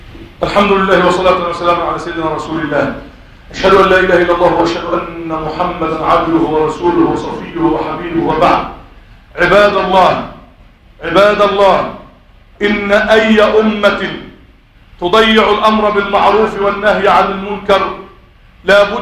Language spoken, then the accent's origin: Arabic; Egypt; اللهم احفظ بلدنا مصر